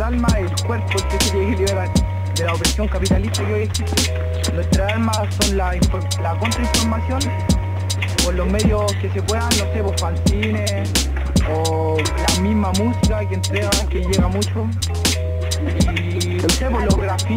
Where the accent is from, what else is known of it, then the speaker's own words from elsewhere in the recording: Conchalí, Santiago Metropolitan Region, Chile; Políticamente anarquista y soy de Conchalí.